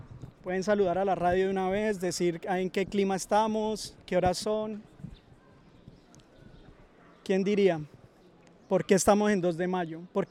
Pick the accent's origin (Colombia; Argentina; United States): Colombia; Cali, Valle del Cauca; yo vengo de Cali